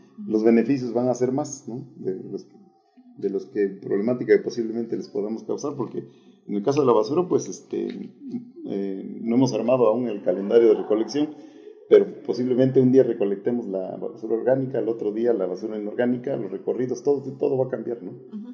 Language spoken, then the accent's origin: Spanish; Mexico; pues como mexicanos, yo creo que a veces si no nos coaccionan tampoco nos gustan hacer las cosas por conciencia